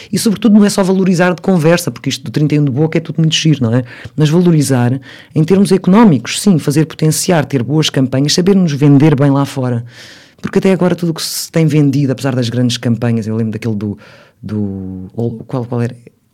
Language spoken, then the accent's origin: Portuguese; Portugal; Eu sou muito portuguesa, sim. Se bem que quando vou lá fora, nomeadamente Inglaterra, Estados Unidos, acham sempre que eu sou russa. É o ar.